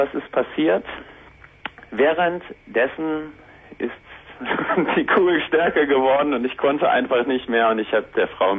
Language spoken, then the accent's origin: German; Northern Germany, Germany; Nein, also ich komme nicht aus Bochum, ich komme aus Norddeutschland.